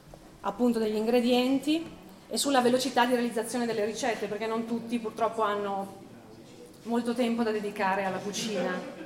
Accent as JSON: {"language": "Italian", "town": "Pavia", "region": "Lombardy", "country": "Italy", "tie": "born there", "lives_now": "San Zenone al Po, Italy", "said": "sono nata a Pavia, vivo a San Zenone al Po, che è un paesino qui vicino, sulle rive del Po."}